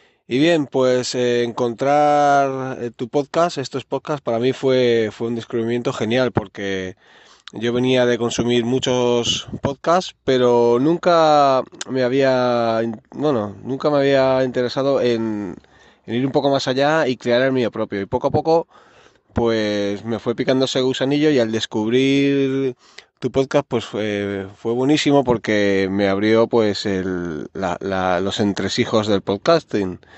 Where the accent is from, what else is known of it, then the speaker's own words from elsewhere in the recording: Barcelona, Catalonia, Spain; soy de Barcelona, en Cataluña